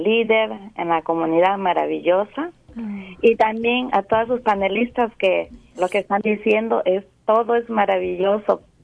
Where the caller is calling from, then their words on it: San Pablo, California, United States; de Morada de Mujeres del Milenio, de San Pablo, California.